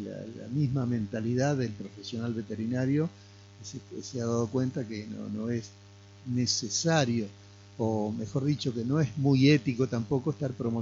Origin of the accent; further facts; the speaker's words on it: Concordia, Entre Ríos, Argentina; en mi adolescencia en Concordia yo habré conocido 2 o 3 sumo veterinarios